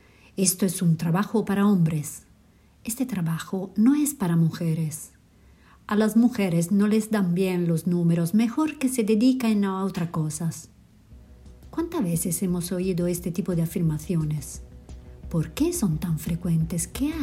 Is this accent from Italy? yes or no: yes; Italy; Spanish is a second language; now in Madrid, Spain; italiana recién mudada a Madrid, por eso perdón mi castellano.